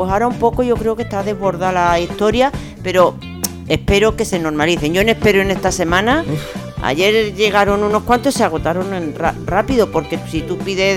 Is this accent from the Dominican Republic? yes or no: no; Extremadura, Spain; Mira, mi pueblo en Extremadura, de al que iré dentro de poco, muy pequeñito, 1.200 habitantes y así.